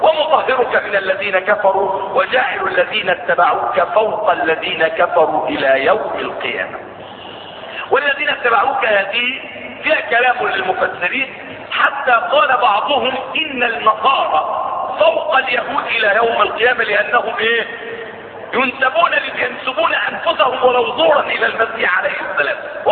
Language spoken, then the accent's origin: Arabic; Egypt; إن إحنا كمصريين هنا